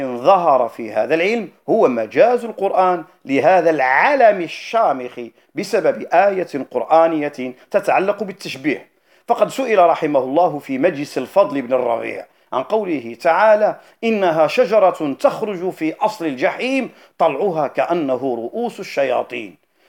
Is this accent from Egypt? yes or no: no; North, Morocco; أو البعاو عندنا في المغرب وخاصة في الشمال